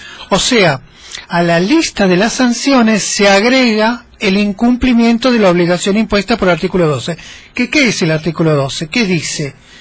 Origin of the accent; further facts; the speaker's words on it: Argentina; Pero nosotros somos argentinos, estamos acostumbrados